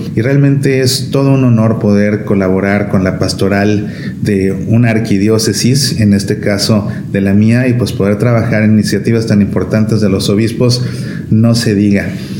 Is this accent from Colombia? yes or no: no; Mexico; Obviamente, como buen mexicano, me encantan los tacos.